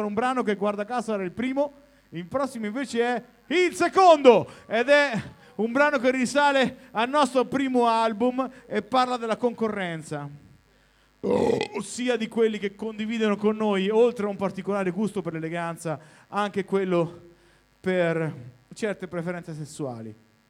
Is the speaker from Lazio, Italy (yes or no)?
no; Marche, Italy; veniamo dalle Marche, che è una regione che si trova da quell'altra parte.